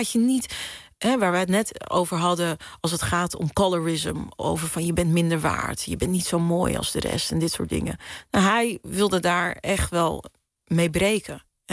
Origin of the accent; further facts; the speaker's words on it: Netherlands; Terwijl ik kwam van Nederland. Ik ben niet eens op het eiland geboren.